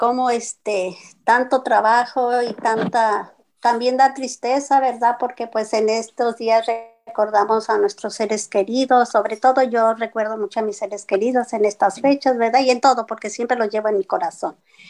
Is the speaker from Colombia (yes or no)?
no; Mexico; No, somos tremendas, las de México.